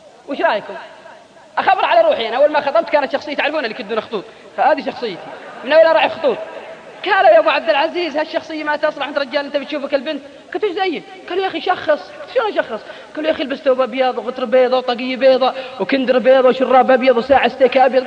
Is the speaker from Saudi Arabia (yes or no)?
yes; Al-Qassim, Saudi Arabia; تلقى الواحد عندنا في القصيم قاعد بين بريدة وعنيزة